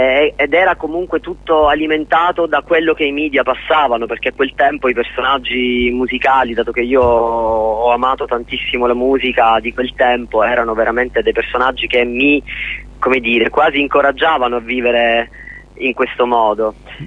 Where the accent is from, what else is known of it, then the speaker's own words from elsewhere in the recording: Catania, Sicily, Italy; also born or lived in Rome; Di tornare a Catania.